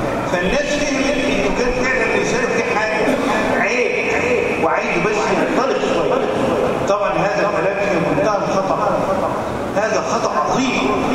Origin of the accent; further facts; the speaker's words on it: Egypt; احنا بنسميها في البلد عندنا في مصر عنده قليطه